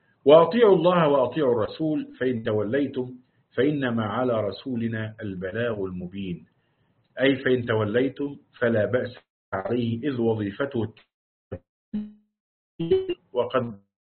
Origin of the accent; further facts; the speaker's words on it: Upper Egypt, Egypt; يعني حتى عندنا في الصعيد يقال للمرأة الصادة